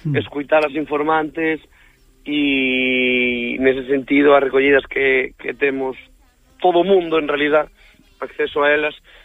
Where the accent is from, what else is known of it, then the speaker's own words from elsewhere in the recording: Galicia, Spain; en Lorient fomos seleccionados como representación galega para levar a nosa música ali